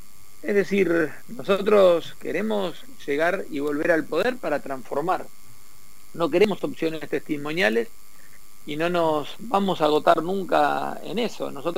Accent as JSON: {"language": "Spanish", "region": "Santa Fe", "country": "Argentina", "said": "La verdad que si nosotros como santafesinos somos unos de los quienes más aportan al país"}